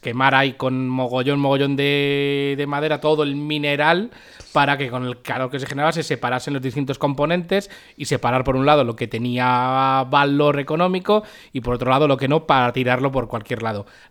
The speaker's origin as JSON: {"language": "Spanish", "region": "Community of Madrid", "country": "Spain", "said": "como buenos madrileños cuando juntan un par de días libres"}